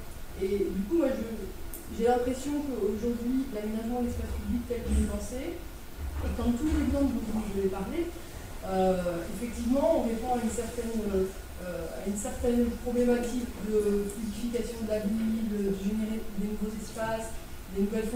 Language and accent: French; Orléans, Centre-Val de Loire, France; also born or lived in Bordeaux; now in Grenoble, France; moi, je suis originaire d'Orléans, donc une assez grande ville. J'ai fait mes études à Bordeaux. Je connaissais bien Toulouse-Lyon. Et aujourd'hui, je travaille sur Grenoble.